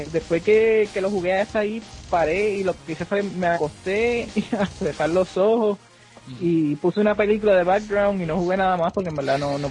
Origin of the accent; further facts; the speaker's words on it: Puerto Rico; somos boricuas